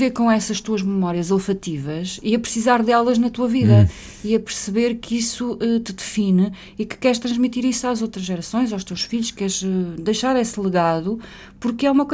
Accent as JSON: {"language": "Portuguese", "town": "Fronteira", "region": "Alentejo", "country": "Portugal", "said": "o local onde eu nasci, que é o meu Alentejo. Eu sou de facto uma apaixonada pela minha região, o Alto Alentejo. Eu sou de fronteira, uma vila que muitas pessoas ignoram"}